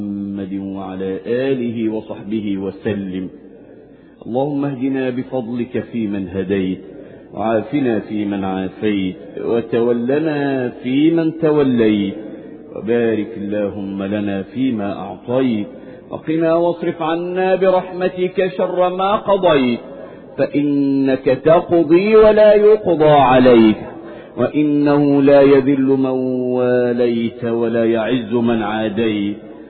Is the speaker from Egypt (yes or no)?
yes; Egypt; اللهم احفظ بلادنا مصر من كل مكروه وسوء